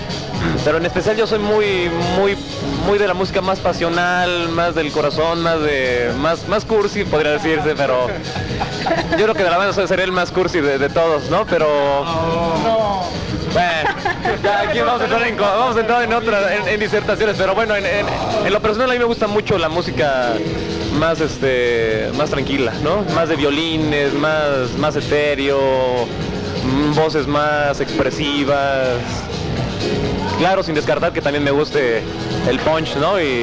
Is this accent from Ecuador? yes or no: no; Mexico City, Mexico; En este caso, bueno, somos del DF, ¿no?